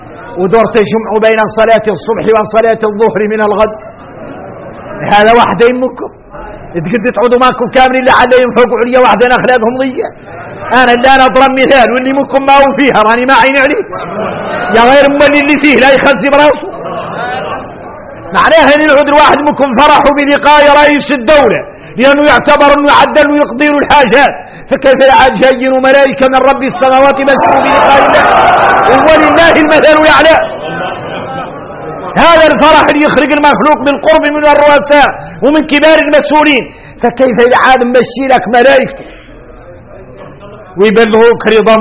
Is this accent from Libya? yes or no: no; Mauritania; احنا موريتاني نتفايل الرسل نسموا على الأنبياء